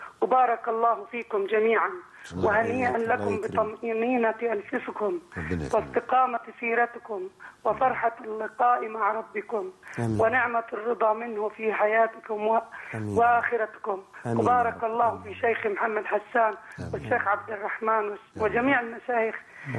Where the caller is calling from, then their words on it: Jordan; من الأردن.